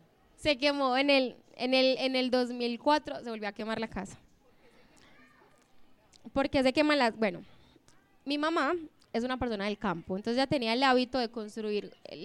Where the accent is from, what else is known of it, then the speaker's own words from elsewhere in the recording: Medellín, Antioquia, Colombia; also born or lived in Sopetrán; Cuando nosotros llegamos a vivir aquí a Medellín, porque yo no nací en Sopetrán, pero viví en Sopetrán dos años, y luego me trajeron acá y viví en uno de los prostíbulos que quedaba por las camas de Amelia.